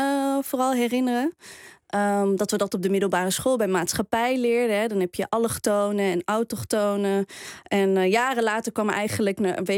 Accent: Morocco; Die moest er ook bij als Marokkaan zijnde.

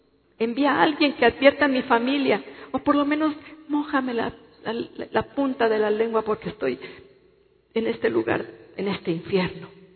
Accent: Mexico; Pero estamos en esta nación de México. Y nosotros somos mexicanos.

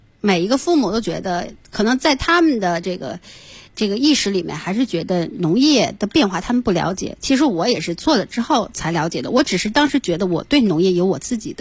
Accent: Inner Mongolia, China; 然后你我奶奶家在内蒙古，然后真的是以天为盖地为炉的那种感觉，就很宽阔

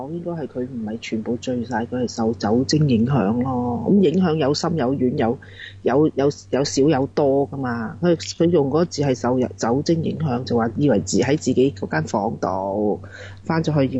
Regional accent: Hong Kong; 就應該好似我哋香港人去茶會咁咧

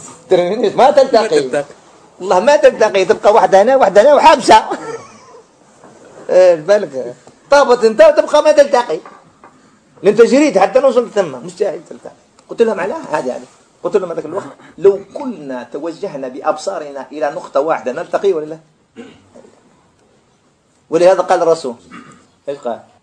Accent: Algeria; فخرجت أنا من الجزائر

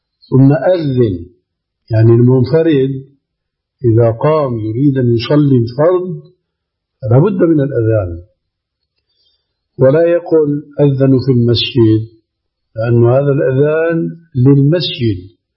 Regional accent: Damascus, Damascus Governorate, Syria; كما يقول عندنا في دمشق مفشلة

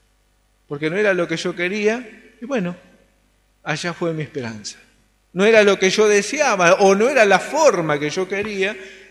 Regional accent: Solano, Buenos Aires Province, Argentina; si bien no vivo en Varela, soy de Solano

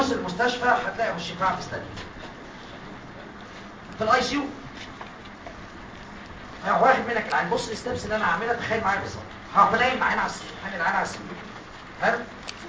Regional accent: Egypt; now in United States; قلت لهم اولاد الكلب عشان انا مصري

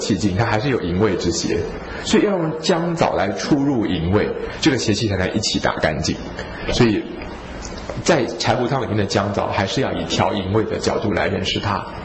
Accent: Taiwan; 我最近觉得药性比较寒凉的美容药对我们台湾人的帮助不大

